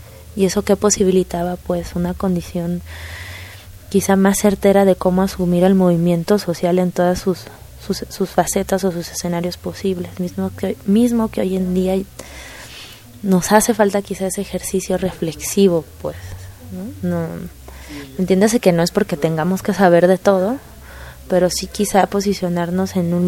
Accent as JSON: {"language": "Spanish", "region": "Veracruz", "country": "Mexico", "tie": "born or raised there", "said": "reforzar mis lazos libertarios con mi ciudad natal, que es el puerto de Veracruz"}